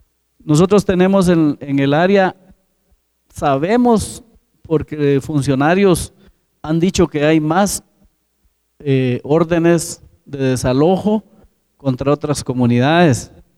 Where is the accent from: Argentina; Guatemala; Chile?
Guatemala; San Andrés, Petén; Yo soy comunitario del caserío Santa Amelia, San Andrés, Petén, ubicado en lo que es Laguna del Tigre.